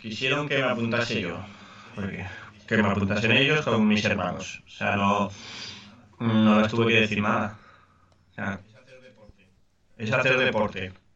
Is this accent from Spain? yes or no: yes; Catalonia, Spain; Nací en España, Cataluña. Cataluña forma parte de España y es donde he estado siempre y sí, estoy orgulloso.